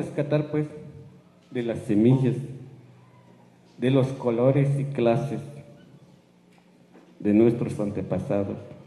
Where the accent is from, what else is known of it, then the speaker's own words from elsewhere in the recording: Chiapas, Mexico; first language Tzotzil; Spanish is a second language; no puedo hablar bien el lengua español porque no es mi lengua materna. Mi lengua materna es la idioma tzotzil.